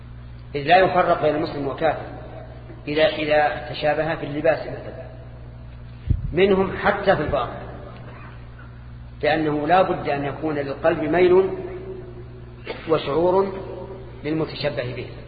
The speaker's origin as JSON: {"language": "Arabic", "country": "Saudi Arabia", "said": "الآن حتى عندنا في السعودية."}